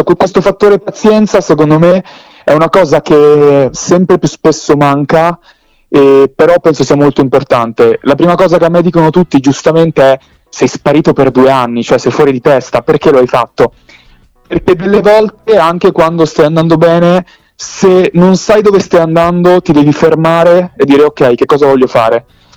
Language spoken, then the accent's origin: Italian; Milan, Lombardy, Italy; also born or lived in Salerno, Italy; avevo 3 anni quando sono salito a Milano, quindi in realtà Salerno la vivo d'estate quando scendo dai miei nonni, dai miei parenti, però ho vissuto molto più Milano e l'Interland di Salerno.